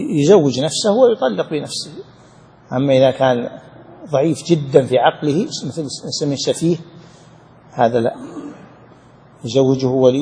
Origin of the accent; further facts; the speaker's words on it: Saudi Arabia; عندنا في السعودية مثلا في بعض المدن والقرى الغالب عندهم التعدد